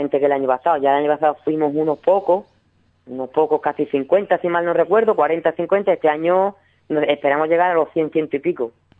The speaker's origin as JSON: {"language": "Spanish", "town": "Ubrique", "region": "Andalusia", "country": "Spain", "said": "aunque cada vez somos más gente de Ubrique, uh-huh, los que estamos ahí"}